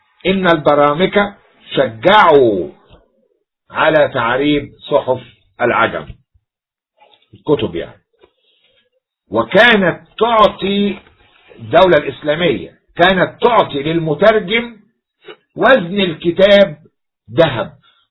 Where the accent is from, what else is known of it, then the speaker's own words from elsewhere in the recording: Egypt; عندنا في مصر ينسب الراهب إلى ديره